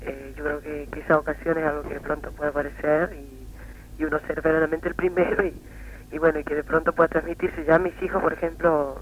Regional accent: Corrientes, Argentina; moved away as an adult; now in Buenos Aires, Argentina; yo me había invitado a cantar en mi ciudad natal, que es Corrientes Capital, y la zona de influencia

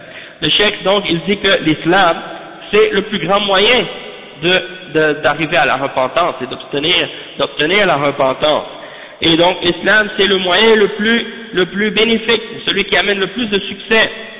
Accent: Haiti; quand je leur dis je viens d'Haïti

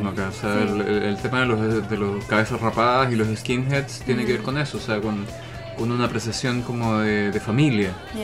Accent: Chile; los chilenos de alguna manera estamos empezando a vivir más aceleradamente que el resto de Sudamérica.

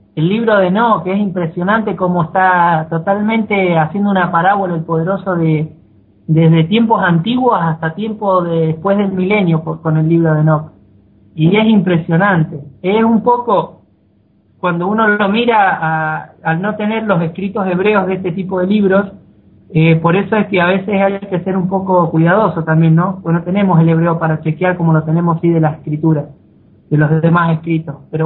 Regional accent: Mendoza, Argentina; nosotros estamos re cerca, somos de acá de Mendoza

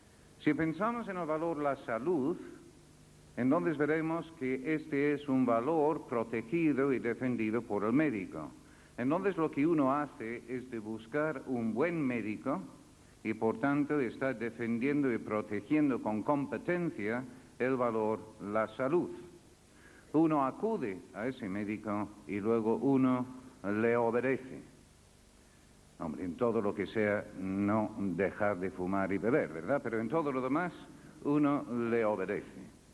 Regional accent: United Kingdom; Spanish is a second language; now in Spain; sabiendo que soy británico no podrían comprender qué hacía siendo profesor de una universidad española.

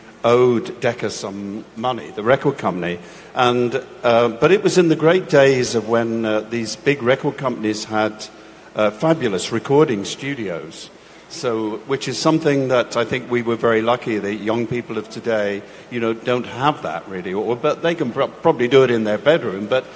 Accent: South West England, United Kingdom; I'm not from Birmingham, I'm from the West Country, but I was playing with a rock and roll singer called

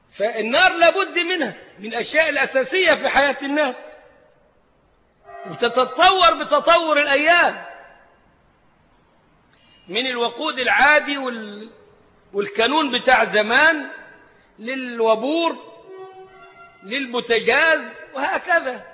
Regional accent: Egypt; فإحنا أبناء البلد مش غرباء عليها ولا حاجة، يلبسوا أسود يلبسوا أصفر، البلد بلدنا

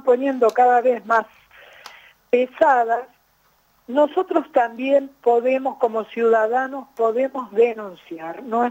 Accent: Los Hornillos, Córdoba, Argentina; desde Villa de las Rosas, nos hemos ido corriendo para acá, para Los Hornillos, yo soy de Los Hornillos

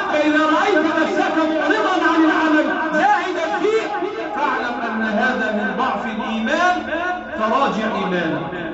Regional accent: Egypt; اللهم احفظ بلدنا مصر وسائر بلاد

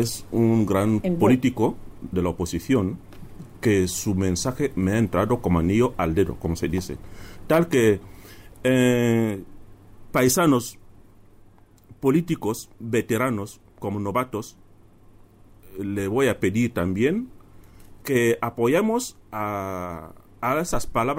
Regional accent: Equatorial Guinea; Todos somos guineanos. Es lo único que nos identifica.

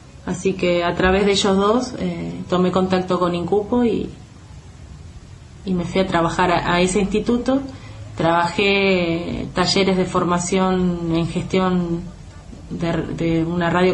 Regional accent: General Pinto, Buenos Aires Province, Argentina; born there; also born or lived in Chaco; Yo nací en General Pinto, provincia de Buenos Aires, y estudié en la Universidad de La Plata durante 7 años, pues me fui a vivir al Chaco.

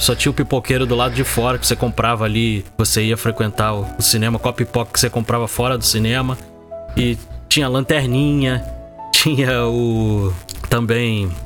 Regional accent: Rio de Janeiro, Brazil; Eu sou do Rio de Janeiro, né? Eu morava ali no bairro do Meia.

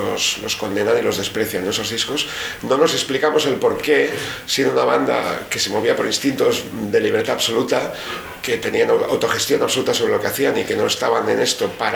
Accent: Bilbao, Basque Country, Spain; Yo me siento europeo, nunca me he sentido anglosajón, ni latino, ni... Yo soy de Bilbao y tengo un sentimiento norte-europeo

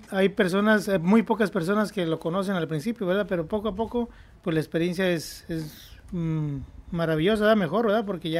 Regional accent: Jalisco, Mexico; now in United States; soy de México, del estado de Jalisco. Aquí en Estados Unidos tengo desde como del 85 para acá.

